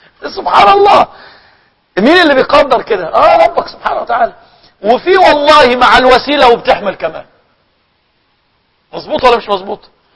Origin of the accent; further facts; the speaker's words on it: Egypt; كان عندنا في مصر يعني بيحصل ايه